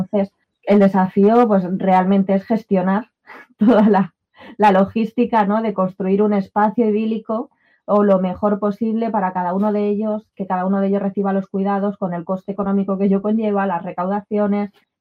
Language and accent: Spanish; Madrid, Community of Madrid, Spain; Yo que soy de Madrid, fue algo que me chocó muchísimo la dispersión, ¿no? De los pueblos